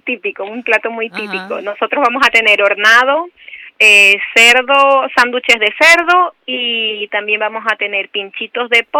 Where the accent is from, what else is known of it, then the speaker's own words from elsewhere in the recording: Ecuador; now in Spain; nosotros que somos de Ecuador.